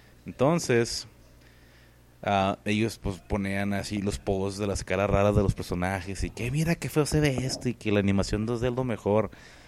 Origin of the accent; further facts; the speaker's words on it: Mexico; pues sí, somos mexicanos